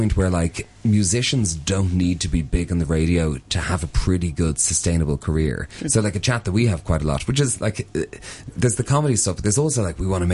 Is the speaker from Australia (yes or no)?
no; Dublin, Leinster, Ireland; So I grew up in Dublin and a huge fan of hip hop